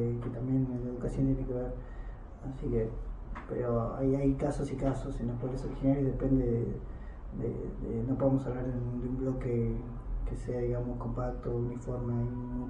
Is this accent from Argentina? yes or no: yes; Argentina; Yo fui criado como un argentino más prácticamente y mi recuperación identitaria la empecé hace un poco, hace 3 o 4 años